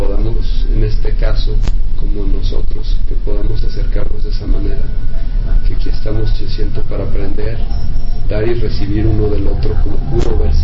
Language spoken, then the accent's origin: Spanish; Mexico; pero la tengo en mi espíritu, soy mexicano, ¿sí?